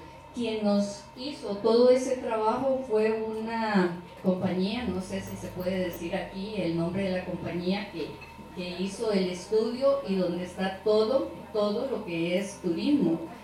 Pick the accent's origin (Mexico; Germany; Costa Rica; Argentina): Costa Rica; Montes de Oro, Puntarenas; yo soy del cantón de Montes de Oro